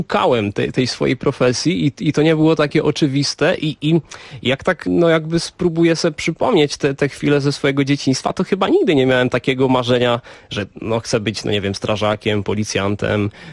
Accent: Czechia; bo tutaj te korzenie jakby no jednak mam z większości polskie. Myślę, że mogę siebie zdefiniować jako Polaka z Czech.

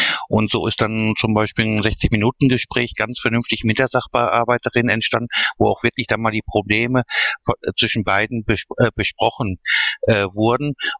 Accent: Duisburg, North Rhine-Westphalia, Germany; ich komme aus Duisburg.

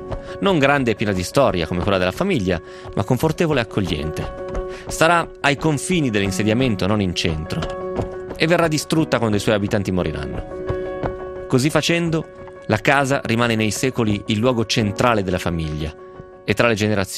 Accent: Novara, Piedmont, Italy; born there; fossi nato in India probabilmente non direi così. Però sono nato a Novare, che ci posso fare?

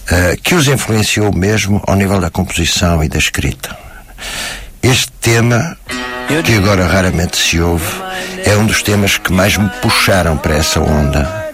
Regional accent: Porto, Norte, Portugal; no grupo de amigos que tínhamos no Porto, onde eu cresci

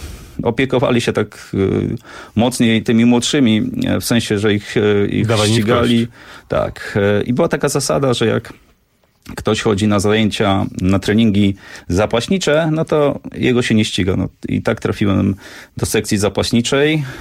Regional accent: Lubiatowo, West Pomeranian Voivodeship, Poland; now in Warsaw, Poland; Ja pochodzę z Lubiatowa, to taka mała miejscowość pod Szczecinem

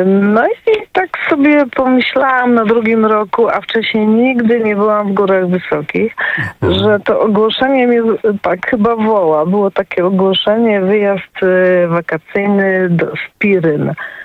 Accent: Wrocław, Lower Silesian Voivodeship, Poland; jestem z Wrocławia

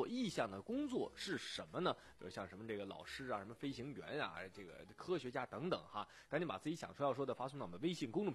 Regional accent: Sichuan, China; 看看我们四川每年吃的小龙虾，小龙虾都不够我们吃的啊，请带我们四川人去

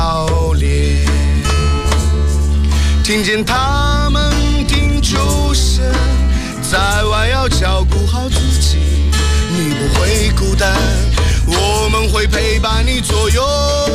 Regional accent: Xinjiang, China; now in Beijing, China; 然后我出生在新疆，长在新疆。

